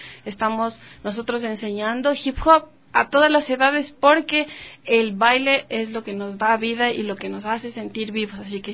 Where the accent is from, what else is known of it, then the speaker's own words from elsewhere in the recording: Ecuador; todos los bailarines somos de Ecuador.